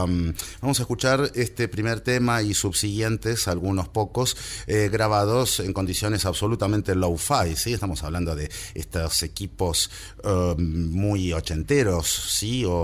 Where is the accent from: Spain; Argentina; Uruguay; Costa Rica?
Argentina; Buenos Aires; born there; accent: Argentine, porteño; Nací en Buenos Aires, mi acento argentino, porteño, lo delata.